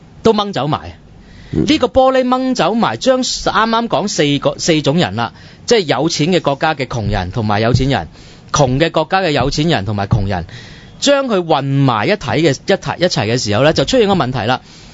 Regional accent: China; 我中國人唔知道自己窮㗎嘛

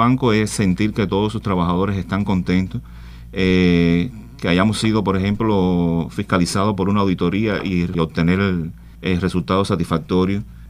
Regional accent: Jagüeyal, Ciego de Ávila, Cuba; en Jagüeyal me crié desde niño, hice mi primaria, mi secundaria, mis primeros años de trabajo en Venezuela, viajaba para Jagüeyal.

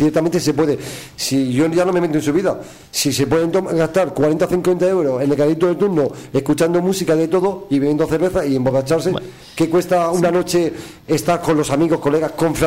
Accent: Aragon, Spain; para mí, mi punto de vista, siendo maño, está muy bien

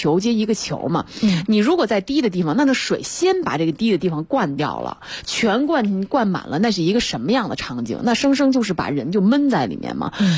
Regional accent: northern China, China; 因为我是北方人哈，其实我对这种情况不是很了解

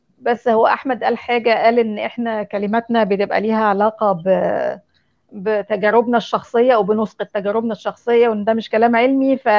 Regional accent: Egypt; ده هو ده الواقع بتاع مجتمعنا المصري اصلا

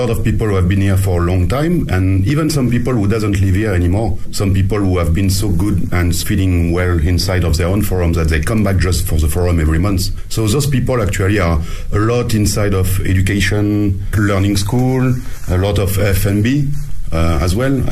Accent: France; now in Beijing, China; I'm French and I run Paddy O'Shea's, an Irish pub in Beijing

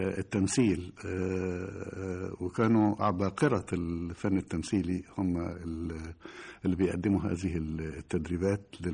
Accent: Cairo, Cairo Governorate, Egypt; لأن أنا تربيت في القاهرة لم أكن على صلة بالريف على وجه الإطلاق.

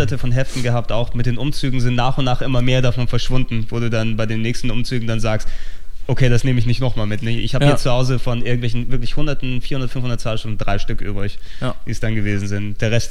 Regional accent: Hamburg, Germany

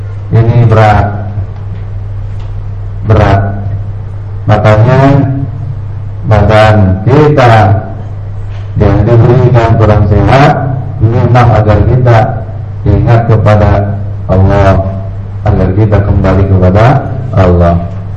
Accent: Jakarta, Indonesia; istilah kita orang Jakarta masih untung

